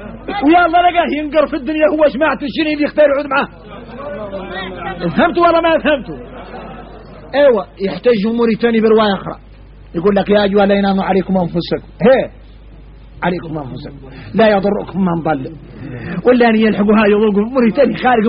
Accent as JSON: {"language": "Arabic", "country": "Mauritania", "said": "هذا ما قلت تذكروه في دعيه نحن موريتاني"}